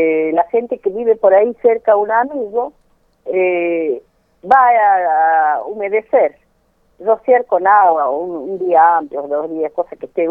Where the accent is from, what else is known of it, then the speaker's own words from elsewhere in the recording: Jujuy, Argentina; now in Córdoba, Argentina; Yo hace 60 años que soy jujeña.